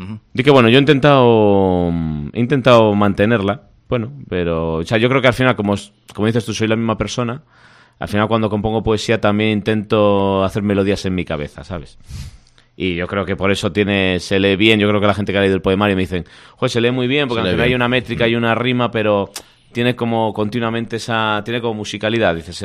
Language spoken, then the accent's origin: Spanish; Astorga, Castile and León, Spain; Yo soy de Astorgano